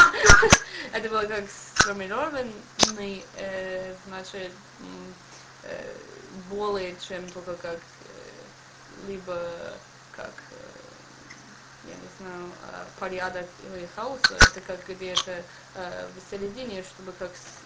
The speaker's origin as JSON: {"language": "Russian", "country": "United States", "second_language": "Russian", "said": "я не знал, и я приехала из Америки"}